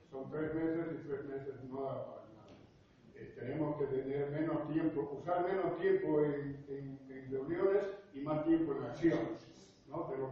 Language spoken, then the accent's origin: Spanish; Santa Cruz, Bolivia